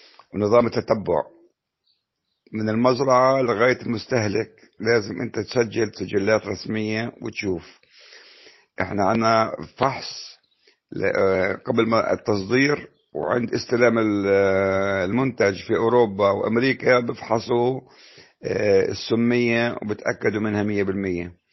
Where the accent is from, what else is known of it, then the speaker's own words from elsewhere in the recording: Jordan Valley, Palestine; جميع المزارع في منطقة الأغوار عندنا بفلسطين